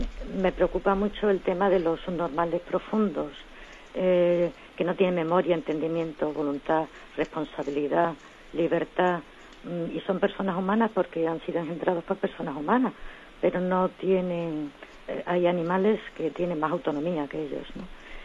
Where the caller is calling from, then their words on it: Huelva, Andalusia, Spain; de Huelva.